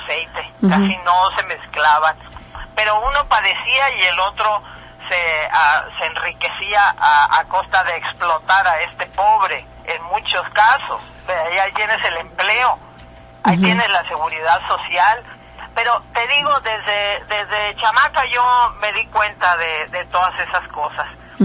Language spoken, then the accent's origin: Spanish; Mexico; Y deja tú lo de artista por un lado, como mexicana